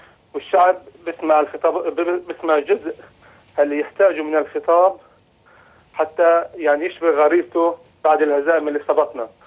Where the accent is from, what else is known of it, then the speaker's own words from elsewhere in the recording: Lebanon; now in France; انا عم بحكيك من فرنسا. انا فلسطيني الاصل